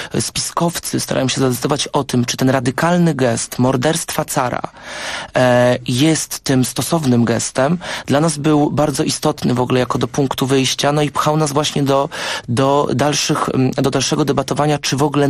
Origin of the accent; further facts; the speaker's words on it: Wrocław, Lower Silesian Voivodeship, Poland; Ja pochodzę gdzieś oryginalnie z Wrocławia i to tam mam swoje korzenie i zawsze mi się wydawało, że to jest takie otwarte miasto. Niedaleko mojego domu znajdowała się dzielnica Czterech Świątyń, wielokulturowe jakieś miejsce